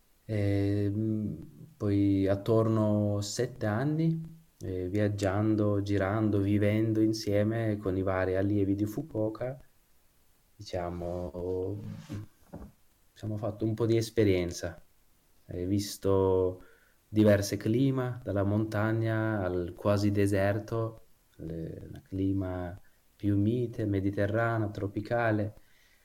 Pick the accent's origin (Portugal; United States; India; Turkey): Turkey; Kurdistan; also born or lived in Istanbul; Io diciamo sono nato e cresciuto in Kurdistan, in Turchia, poi sono andato a Istanbul per studiare